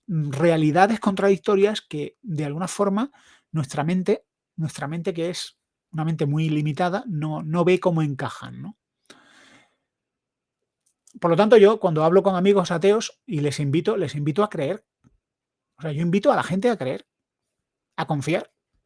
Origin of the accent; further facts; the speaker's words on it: Granada, Andalusia, Spain; Para más, pero es que soy de Granada.